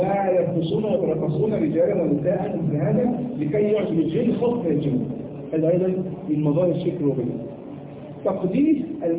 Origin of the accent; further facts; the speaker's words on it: Egypt; ويعني كان عندنا في مصر